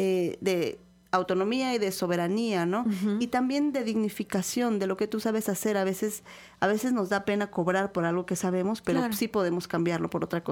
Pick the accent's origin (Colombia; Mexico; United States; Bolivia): Mexico; Ixhuatlán del Café, Veracruz; yo vengo de Ixhuatlán del Café